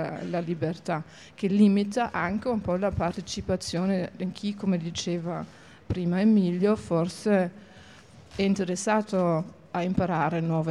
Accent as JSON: {"language": "Italian", "country": "Germany", "second_language": "Italian", "said": "non sono italiana ma tedesca, vengo dal mondo di Immanuel Kant"}